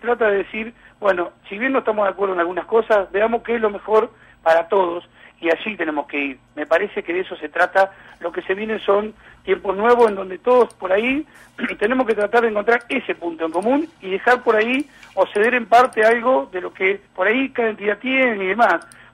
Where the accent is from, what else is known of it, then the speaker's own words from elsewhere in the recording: Argentina; creo que hablo como argentino, ¿no es cierto?